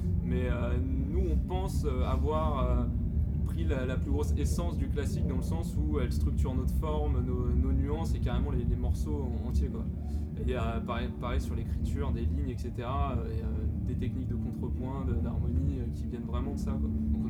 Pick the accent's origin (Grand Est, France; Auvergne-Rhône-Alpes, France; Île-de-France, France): Île-de-France, France; Paris; C'est pas ethnique, on vient tous de Paris quoi.